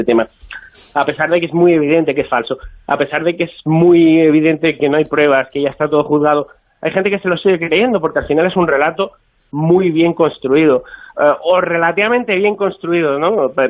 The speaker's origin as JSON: {"language": "Spanish", "town": "Barcelona", "region": "Catalonia", "country": "Spain", "said": "Yo ahora me pillas en Barcelona, yo soy de Barcelona"}